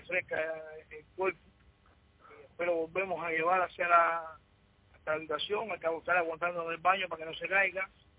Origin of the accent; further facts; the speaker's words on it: Cuba; somos cubanos.